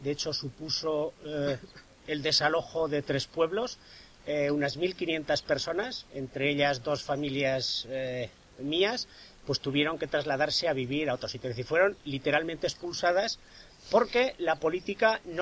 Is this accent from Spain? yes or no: yes; Artieda, Aragon, Spain; y en concreto en mi pueblo, en Artieda, pues hubo gente que decidió quedarse allí